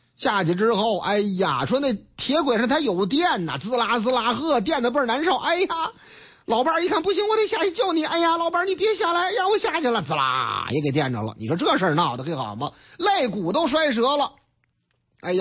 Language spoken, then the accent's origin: Chinese; Shanghai, China; now in Beijing, China; 那上海的啊，我老家上海的。